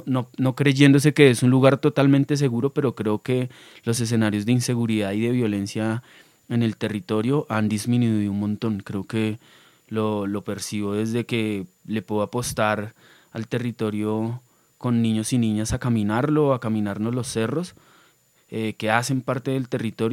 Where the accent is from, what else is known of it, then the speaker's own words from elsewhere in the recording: Bogotá, Colombia; Eso es Los Laches para mí, algo que ha posibilitado caminar otros lugares sin negar las raíces de donde vengo, ¿no? Creo que Los Laches es mi punto de partida en la historia de mi vida.